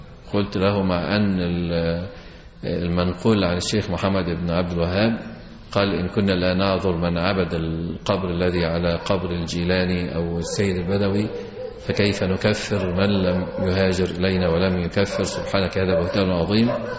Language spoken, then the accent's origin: Arabic; Egypt; فقلت له إن الوضع عندنا في مصر يختلف عن وضع عندكم،